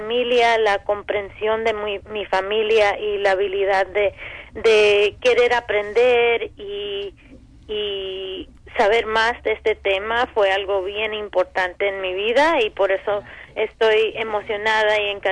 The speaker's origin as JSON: {"language": "Spanish", "country": "United States", "tie": "born there", "said": "Fui la primera que nací aquí en los Estados Unidos, en mi familia cubana."}